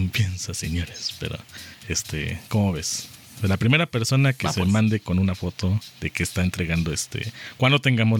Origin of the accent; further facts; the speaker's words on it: Puebla, Mexico; si nosotros queremos como poblanos, ¿no?, hacer algo diferente, lo podemos hacer.